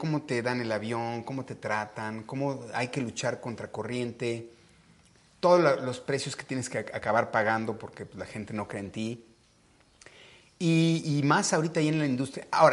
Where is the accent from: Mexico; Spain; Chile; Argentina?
Mexico; no sabes cómo me dolió como mexicano